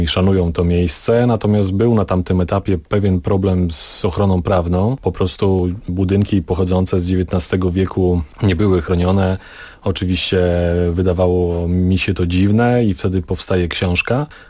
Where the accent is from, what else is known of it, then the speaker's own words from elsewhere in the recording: Jodłowno, Pomeranian Voivodeship, Poland; also born or lived in Gdańsk / Kartuzy; Urodziłem się w Gdańsku. Mama podjęła decyzję, że powinienem się urodzić w Gdańsku. W Kartuzach zamieszkałem w 1986 roku, natomiast wcześniej mieszkałem w niewielkiej miejscowości Jodłowno. Rodzice byli pracownikami leśnymi, więc mieszkaliśmy w takiej miejscowości, która była osadą leśną.